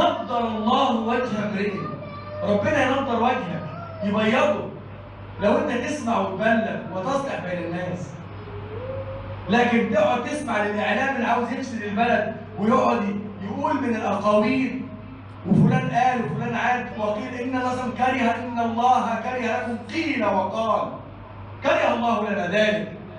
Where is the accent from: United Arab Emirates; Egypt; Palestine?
Egypt; اللهم احفظ بلدنا مصر وسائر بلاد المسلمين.